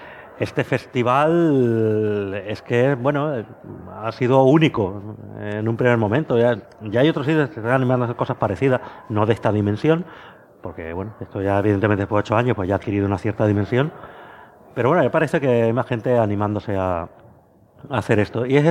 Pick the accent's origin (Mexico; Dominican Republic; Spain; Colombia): Spain; Valdemoro, Community of Madrid; me recuerda a la entrada de mi pueblo en Valdemoro